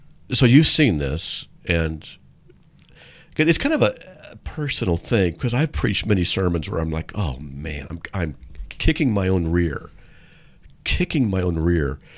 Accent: San Diego, California, United States; some of the people in there are from my hometown in San Diego.

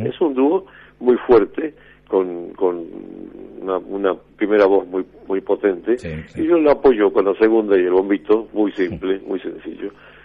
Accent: Cafayate, Salta, Argentina; also born or lived in Metán; nací en Cafayate, después viví en Metán, pero sí. siempre en la provincia de Salta

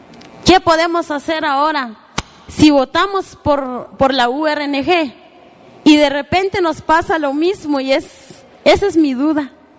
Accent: Guatemala; nosotros como guatemaltecos todos los días pagamos nuestros impuestos y no la empresa

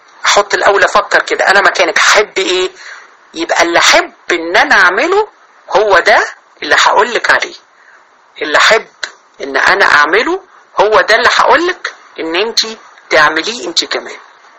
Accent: Sharqia Governorate, Egypt; احنا عندنا في الشرقية اهل مصر طبعا عارفين اللي انا بقوله

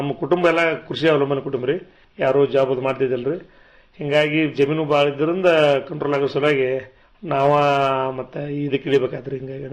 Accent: Kankanawadi, Karnataka, India; ಮೂಲತಃ ನಮ್ಮೂರು ಜಮಖಂಡಿ ತಾಲೂಕಿನ ಕಂಕನವಾಡಿ ಗ್ರಾಮ ರೀ. ಅಂದ್ರೆ ನಮ್ದೆಲ್ಲ ಅವಿಭೂತ ಕುಟುಂಬ ರೀ.

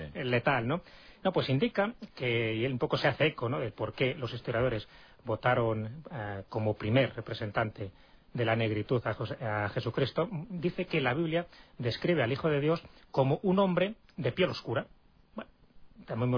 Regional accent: Béjar, Castile and León, Spain; Entonces, en Béjar, en concreto en Salamanca, los bejaranos salen al campo a degustar lo que allí llaman las calbotes o las calbotas, que son las castañas

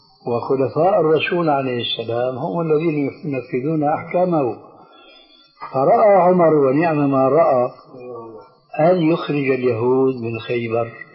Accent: Syria; وعمر يلا كما يقولون عندنا في سوريا

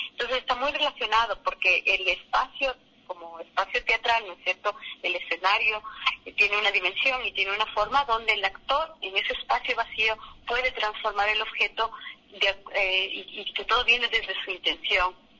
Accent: Ecuador; nosotros como cultura, como ecuatorianos, tenemos varias, las muñecas de trapo

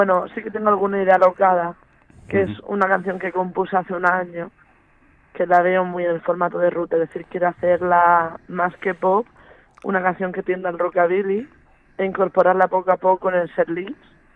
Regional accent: Portmán, Region of Murcia, Spain; éramos todos de la zona de Cartagena, La Unión, Portmán. Y Portmán es mi pueblo familiar, todas mis raíces vienen de ahí.

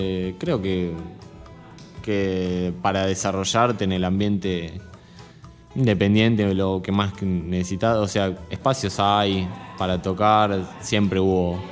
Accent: Buenos Aires, Argentina; Yo no soy del sur, o sea. Soy de Capital

